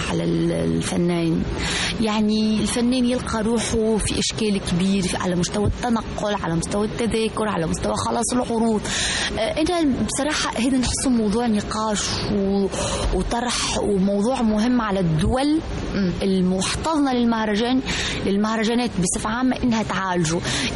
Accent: Tunisia; لأنه أنا مثلا كتونسية أنا مثلا زرت الأردن مثلا أو مصر

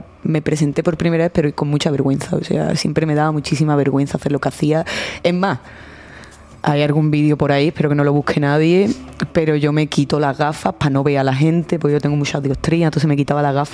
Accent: Alcalá de Guadaíra, Andalusia, Spain; después de vivir en Pino Montano un tiempo, el principio del instituto lo hice en un pueblo que se llama Alcalá de Guadaíra, que es donde me he criado prácticamente y es de donde viene mi forma de hablar probablemente también.

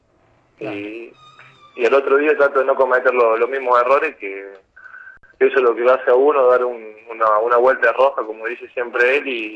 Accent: Villa María, Córdoba, Argentina; born there; Sí, nací en Villa María.

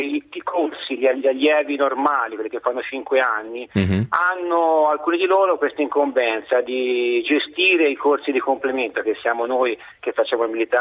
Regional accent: Livorno, Tuscany, Italy; Sono di Livorno

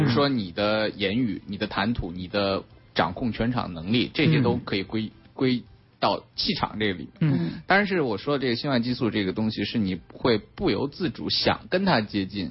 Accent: Shanxi, China; 本身也是在山西出生啊，土生土长的。

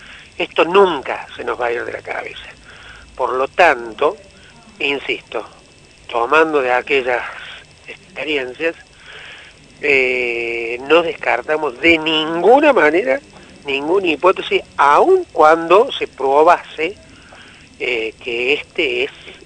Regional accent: Argentina; soy argentino de origen judío

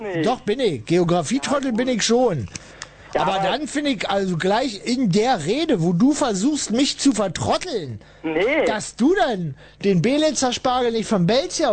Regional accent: Berlin, Germany; Ich komme praktisch aus Berlin.

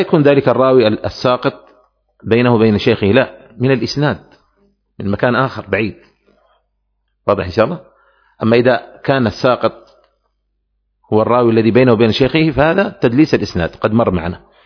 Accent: Aden, Yemen; نحن عندنا في عدن منطقة يقال لها القاهرة

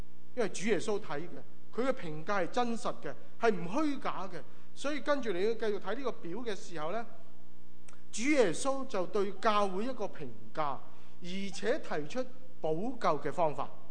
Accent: Guangdong, China; 我们广东人中国人说

